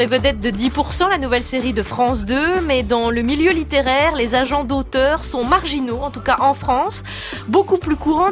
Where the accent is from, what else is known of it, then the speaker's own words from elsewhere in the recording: Belgium; Nous, on dit Deninx parce qu'on est belges.